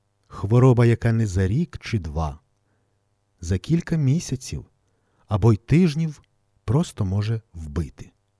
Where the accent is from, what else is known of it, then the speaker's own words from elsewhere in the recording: Ostroh, Rivne Oblast, Ukraine; в моєму рідному Острозі